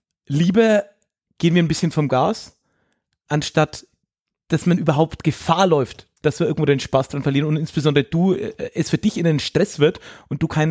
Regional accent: Erlangen, Bavaria, Germany; weil ich bin ja in Erlangen geboren und bin da auch schulmäßig unterwegs gewesen

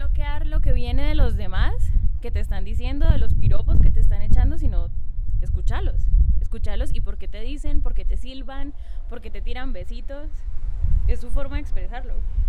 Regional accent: Cali, Valle del Cauca, Colombia; pues nosotras que somos de Cali

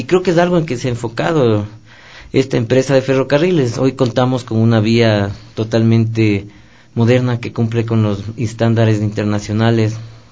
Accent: Ecuador; Nosotros como ecuatorianos debemos de estar orgullosos de lo que tenemos.

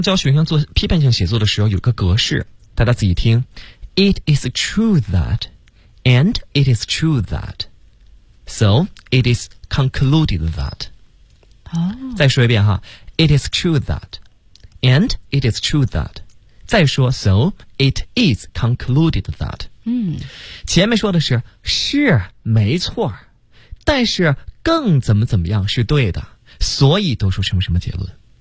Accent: Beijing, China; 对，我们北京话就落听

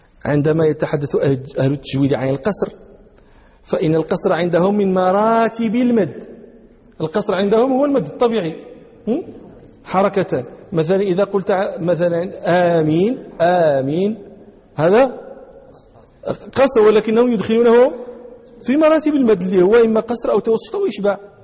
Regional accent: Morocco; أهل البدو عندنا في المغرب، في بعض نواحي المغرب يقولون

